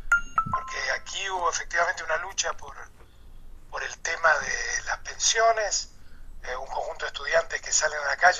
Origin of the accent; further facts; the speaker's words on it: Argentina; moved away as an adult; yo y mucha gente estamos aquí, de los que vinimos de Argentina y de otros países, desde los 80